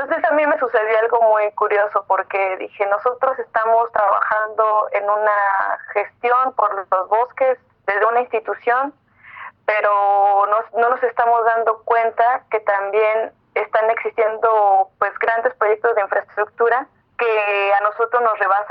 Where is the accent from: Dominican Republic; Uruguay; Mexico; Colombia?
Mexico; Mexico City; born there; now in Veracruz, Mexico; Pues yo nací en Ciudad de México.